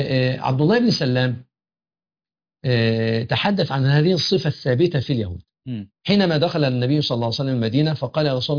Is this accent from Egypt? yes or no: yes; Egypt; يعني إحنا عندنا في مصر أقول لك المحافظة الفلانية لها صفات كذا